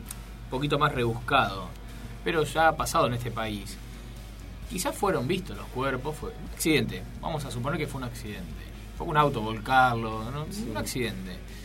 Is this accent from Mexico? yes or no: no; Argentina; Ahora, ¿viste cómo somos los argentinos?